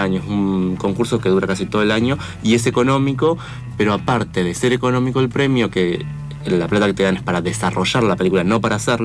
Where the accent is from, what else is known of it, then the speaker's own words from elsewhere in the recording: Paso de los Libres, Corrientes, Argentina; moved away as an adult; now in Buenos Aires, Argentina; yo soy de Paso de los Libres, que uh-huh. es donde filmamos la película. Nací, me crié ahí en Paso de los Libres, en Corrientes. Me vine a Buenos Aires a estudiar diseño, imagen y sonido en la UBA.